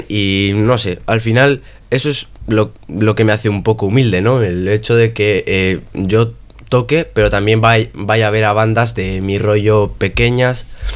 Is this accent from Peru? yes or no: no; Bilbao, Basque Country, Spain; No, yo soy de Charcoaga